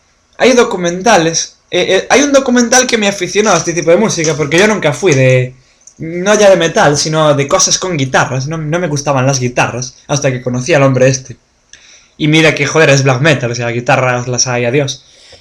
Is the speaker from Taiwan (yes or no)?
no; Spain; Y yo me acuerdo de verlo de pequeño en la tele en España, el juicio más mediático de la historia de Noruega.